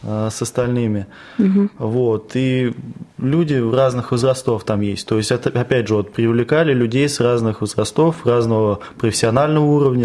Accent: Vladimir Oblast, Russia; now in Ivanovo, Russia; Я в Иваново приехал из другой области, из Владимирской, отучился здесь.

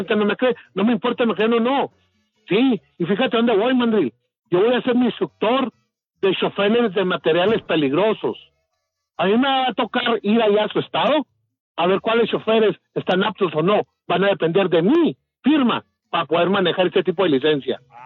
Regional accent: Mexico; es cuando yo quiero como persona, como buen mexicano

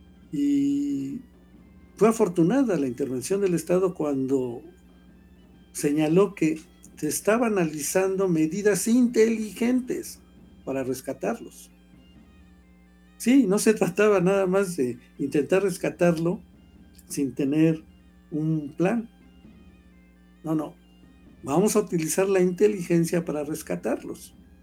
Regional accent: Mexico; no como mexicanos nada más, sino como mexicanos universales.

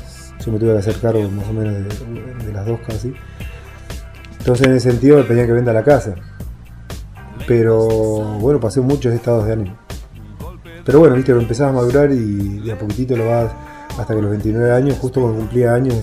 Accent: La Pampa, Argentina; Mirá que acá en el 95 yo vine de la Pampa, me quería ir

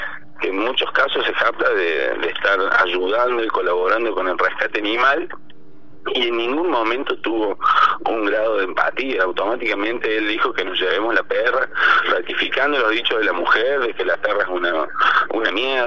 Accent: Huerta Grande, Córdoba, Argentina; yo de muy chico, que me crié acá en Huerta Grande

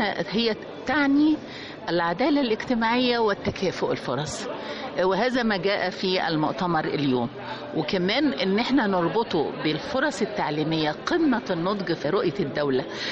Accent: Egypt; الحقيقة أنا فخورة كمصرية النهاردة

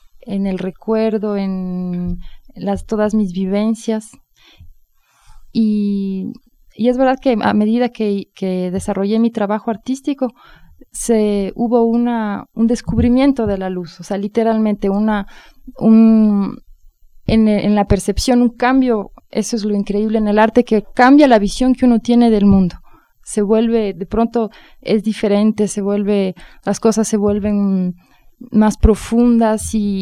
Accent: Quito, Pichincha, Ecuador; moved away as an adult; Yo nací en Quito en 1974, y toda mi infancia y adolescencia la pasé en Ecuador. Y a los 18 años salí para París, después del colegio.

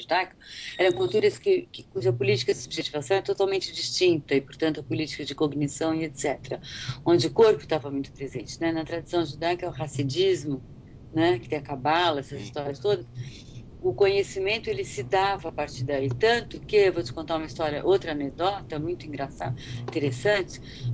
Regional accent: São Paulo, Brazil; born there; Eu nasci no Belenzinho, nasci na Zona Leste, sabe? Meus pais são imigrantes.

